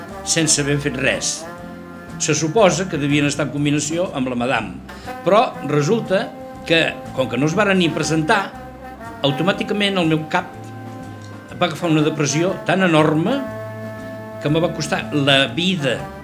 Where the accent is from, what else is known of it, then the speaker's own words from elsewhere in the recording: Catalonia, Spain; Catalán, sí, sí. De pura